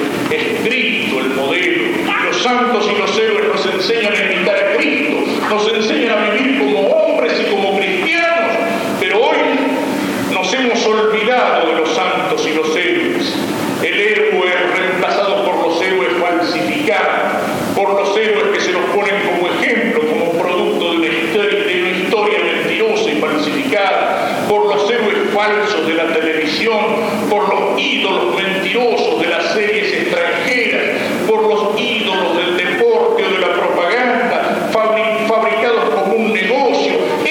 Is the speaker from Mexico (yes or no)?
no; Argentina; de hacernos olvidar de que somos argentinos